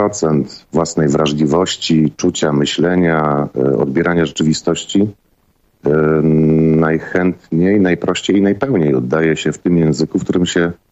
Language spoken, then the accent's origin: Polish; Silesian Voivodeship, Poland; born there; accent: Silesian; ja urodziłem się na Śląsku i raczej posługuję się Gwarą Śląską.